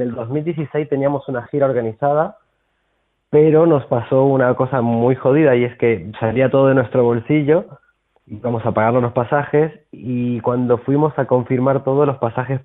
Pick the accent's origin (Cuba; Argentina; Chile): Argentina; now in Barcelona, Spain; Sí, yo soy argentino.